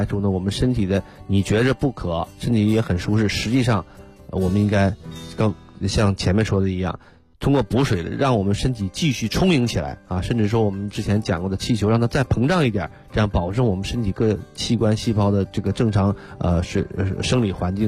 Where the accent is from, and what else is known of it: China